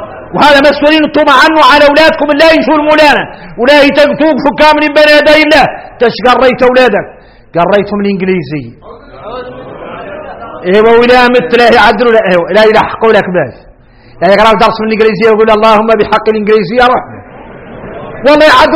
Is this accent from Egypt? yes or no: no; Mauritania; احنا موريتاني نتفايل الرسل نسموا على الأنبياء